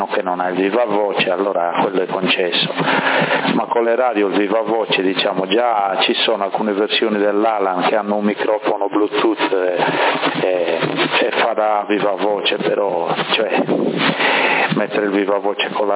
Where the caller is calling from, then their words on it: Sassari, Sardinia, Italy; Segnale ottimo qua a Sassari, dalle mie parti arrivi fondo scala